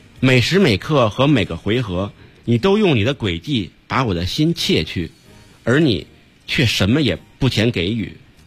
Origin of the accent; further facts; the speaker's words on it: Beijing, China; 我小时候没去过法源寺，它在南城嘛。我小时候在这个朝外住